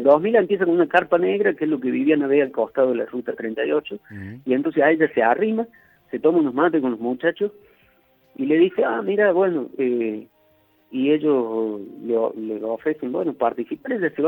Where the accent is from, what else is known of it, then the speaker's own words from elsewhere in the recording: Córdoba, Argentina; ahí en Cruz del Eje, a pocos kilómetros de donde yo soy oriundo, por otra parte, ¿no? Más allá que en esos años ya hacía tiempo que vivía en Córdoba